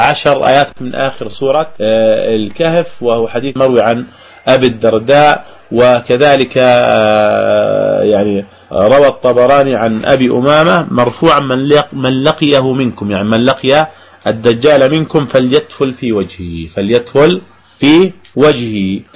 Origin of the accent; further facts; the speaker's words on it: Jordan; حتى عندنا في الأردن يعني في الشوارع يزرعون شجر الغرقد